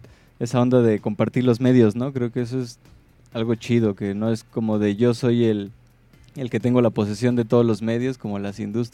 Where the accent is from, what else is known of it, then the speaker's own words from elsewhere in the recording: State of Mexico, Mexico; Nosotros somos originarios de Catepec, ¿no? Estado de México.